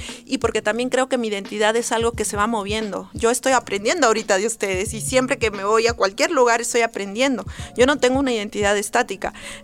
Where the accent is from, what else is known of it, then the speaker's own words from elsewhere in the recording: Cusco, Peru; siempre he regresado a la urbe, a mi pueblo, o sea, siempre he regresado a Cusco